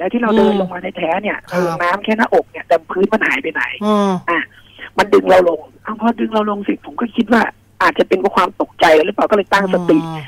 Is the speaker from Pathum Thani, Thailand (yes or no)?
no; Bangkok, Thailand; คือจริงๆแต่ก่อนผมก็งงนะเพราะว่าเราเป็นคนกรุงเทพอะนะครับ